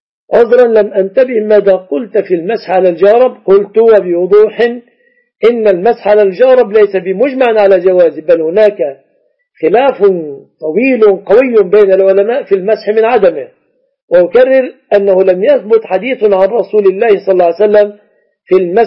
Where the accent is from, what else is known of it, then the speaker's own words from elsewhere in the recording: Egypt; وأنت مذهبت بمذهبك الحنبلي وجئت إلى بلادنا مصر، لما تلزمني بمذهبك الحنبلي؟